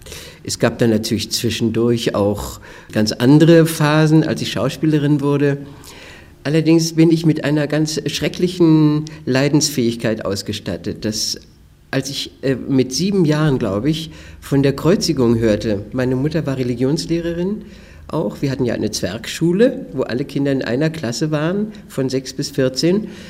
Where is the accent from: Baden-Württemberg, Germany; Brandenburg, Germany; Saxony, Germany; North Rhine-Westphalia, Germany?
Brandenburg, Germany; Wietstock; born there; geboren in Wietstock an der Nuthe. Das ist ein kleines Dorf in der Mark Brandenburg in der Nähe von Teltow, wo es die Teltower Rübchen gibt. Kleine Lehrerfamilie, Vater Lehrer, Mutter Lehrer, 5 Geschwister.